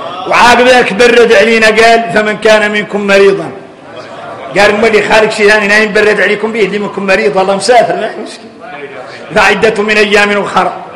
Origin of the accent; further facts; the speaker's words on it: Mauritania; نحن موريتاني